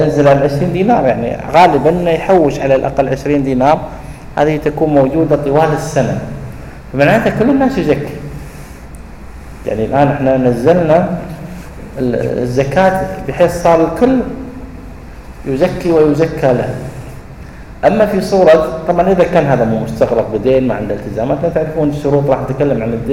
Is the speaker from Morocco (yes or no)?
no; Kuwait; وهذا الجاري عليه العمل عندنا في الكويت